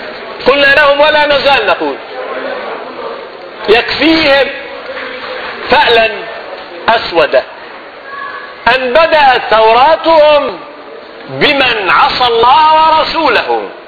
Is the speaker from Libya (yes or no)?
yes; Libya; كانت بلادنا ليبيا أليست بلاد المسلمين؟